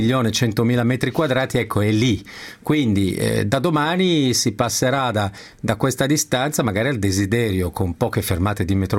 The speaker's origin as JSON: {"language": "Italian", "town": "Milan", "region": "Lombardy", "country": "Italy", "said": "da milanese possiamo solo essere d'accordo"}